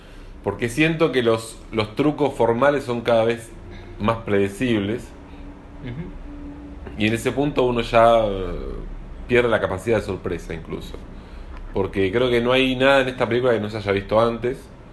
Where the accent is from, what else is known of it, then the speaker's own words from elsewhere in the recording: Argentina; Argentina es así, puede así ser, somos los argentinos.